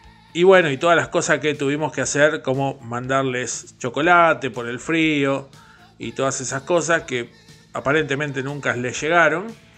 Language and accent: Spanish; Argentina; en una semana muy especial acá en mi país, en Argentina.